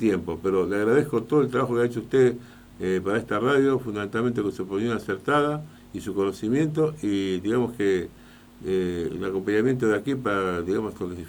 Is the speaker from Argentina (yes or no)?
yes; Argentina; la seguridad que tenemos como ciudadanos argentinos, desgraciadamente